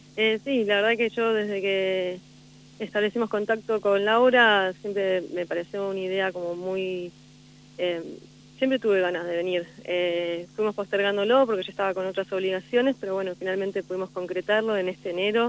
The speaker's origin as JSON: {"language": "Spanish", "region": "Buenos Aires", "country": "Argentina", "said": "Sí, de Buenos Aires"}